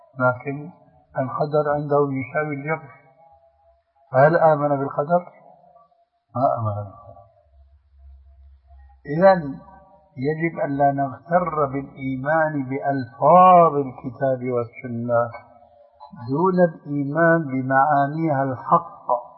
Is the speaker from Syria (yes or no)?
yes; Syria; كما يقولون عندنا في سوريا